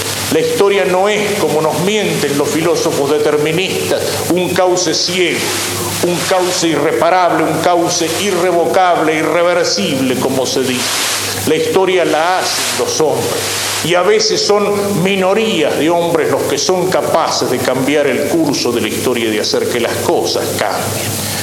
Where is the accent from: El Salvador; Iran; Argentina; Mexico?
Argentina